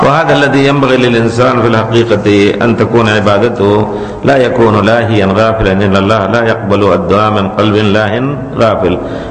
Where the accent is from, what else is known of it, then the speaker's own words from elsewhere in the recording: India; Arabic is a second language; لكن أنا بتجربتي وأنا هندي